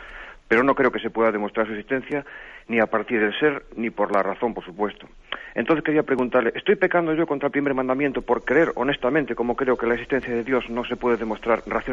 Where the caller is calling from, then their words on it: Pontevedra, Galicia, Spain; llamo de Pontevedra.